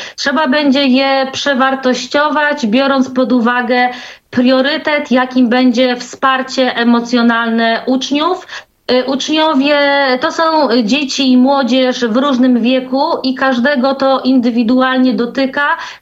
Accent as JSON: {"language": "Polish", "region": "Pomeranian Voivodeship", "country": "Poland", "said": "Właśnie na Pomorzu, ja jestem z Trójmiasta, tutaj są szkoły, przedszkola"}